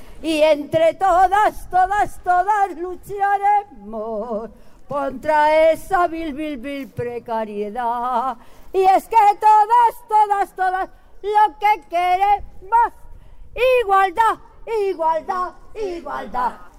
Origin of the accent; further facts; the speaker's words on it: Madrid, Community of Madrid, Spain; Soy de La Paz, de todo Madrid, donde me necesitan, ahí estoy